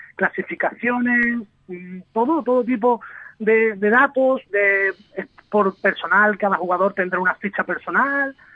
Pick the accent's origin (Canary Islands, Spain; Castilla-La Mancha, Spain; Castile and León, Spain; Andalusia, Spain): Andalusia, Spain; Seville; Yo exactamente soy de Sevilla, pero mi familia son todos de allí, del Bosque, de Ubrique.